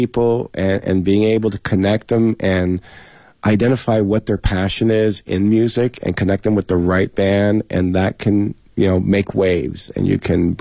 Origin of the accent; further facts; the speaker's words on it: New York, United States; Because I come from New York, and to me, New York, the greatest years of New York are the 80s and 90s when punk and hip-hop